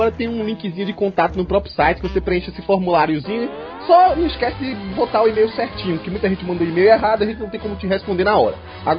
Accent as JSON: {"language": "Portuguese", "region": "Northeast Region", "country": "Brazil", "accent": "nordestino", "said": "Olha, eu tô até voltando meu sotaque nordestino aqui, sempre falando mais rápido do que pensando."}